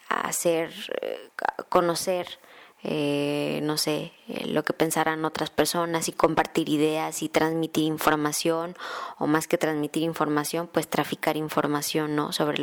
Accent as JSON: {"language": "Spanish", "country": "Mexico", "said": "Posteriormente viajé a México, que es de donde yo soy originaria, y colaboraba desde México"}